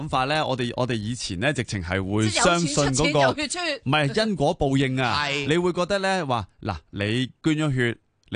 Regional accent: Hong Kong

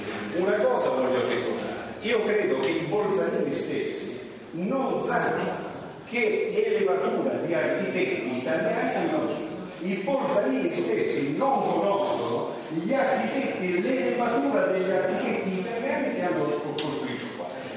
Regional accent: Florence, Tuscany, Italy; Provengo da Firenze, dove c'è una cultura dei beni architettonici

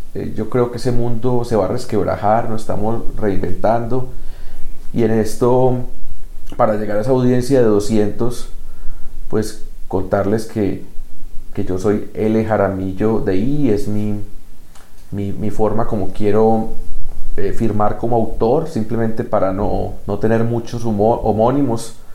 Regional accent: Colombia; Como colombiano, sigue siendo mi poeta, mi poema favorito de Colombia, La Patria.

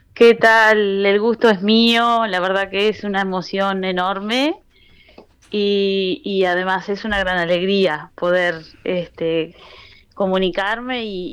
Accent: Rivera, Uruguay; moved away as an adult; also born or lived in Montevideo; now in Barcelona, Spain; desde que yo me fui de Rivera a estudiar a Montevideo

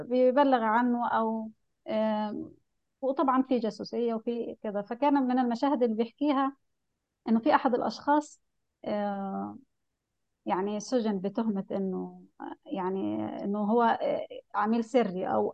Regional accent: Egypt; وده حصل في فترات كتيرة سياسية حتى عندنا في مصر

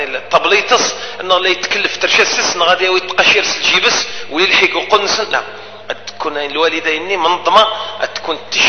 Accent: Algeria; من حقنا كجزائريين

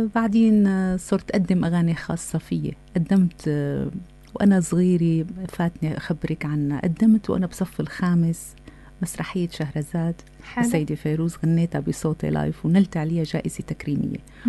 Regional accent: Homs, Homs Governorate, Syria; ونحن بسوريا ربينا وعينا على الأدوار والموشحات والقدود، وأنا بنت حمص.

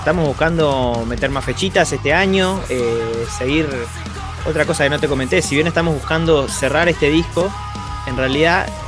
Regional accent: Uruguay; uno como uruguayo, con lo poquito que tiene, hace locura

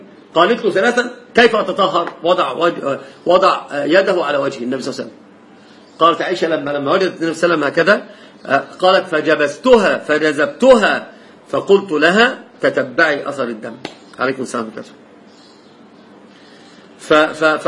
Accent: Egypt; عندنا في مصر لف ودوران

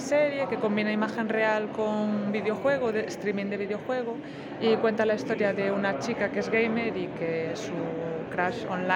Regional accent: Castilla-La Mancha, Spain; De la parte de Albacete que está más para arriba.

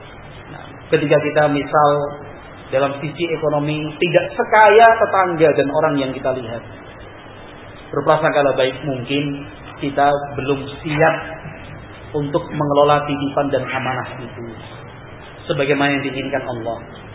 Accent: Java, Indonesia; Kalau kita orang Jawa, menurut kakang bagaimana? Kan gitu. Menurut kan mas pripun? Halus kan?

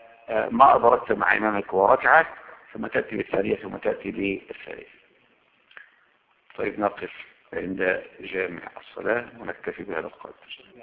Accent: Egypt; اما انا من هنا من مصر يستحب ان اشد الرحله الى

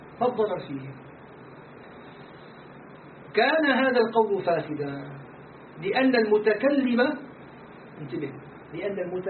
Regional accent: Damascus, Damascus Governorate, Syria; من دمشق أشعري العقيدة جلازيري الطريقة

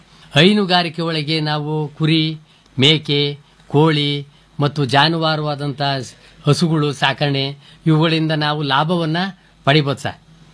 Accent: Tobinakere, Karnataka, India; sir, ನಾವು ತೋಬಿನಕೆರೆ, ನಮ್ಮ ಗ್ರಾಮ

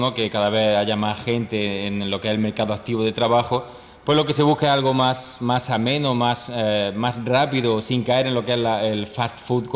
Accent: Spain; Y en nuestro caso, igual también como vengo de España

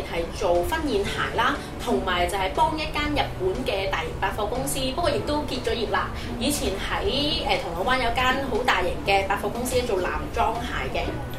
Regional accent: Zhaoqing, Guangdong, China; 我爷爷间厂在我们乡下，在我们家乡，在肇庆那里的。

